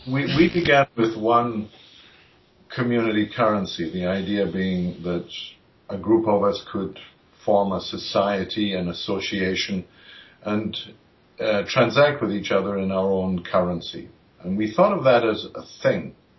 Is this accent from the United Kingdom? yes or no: yes; United Kingdom; moved away as an adult; now in Comox Valley, Canada; Originally, though, I grew up in the United Kingdom. I was Scottish, and then I was English, and I went to various universities in England as a physicist, a business degree, teaching qualification. But then I ended in Canada